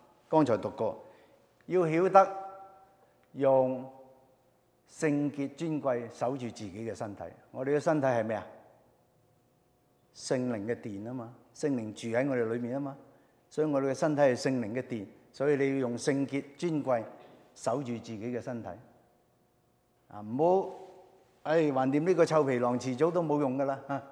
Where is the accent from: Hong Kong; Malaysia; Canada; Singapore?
Hong Kong; 因為我嚟自香港嘅，所以我特別留意。